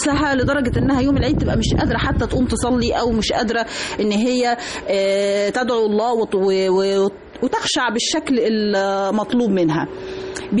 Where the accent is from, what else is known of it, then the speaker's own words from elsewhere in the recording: Egypt; اللي هي تعتبر احد الاساسيات للاحتفال بالعيد عندنا في مصر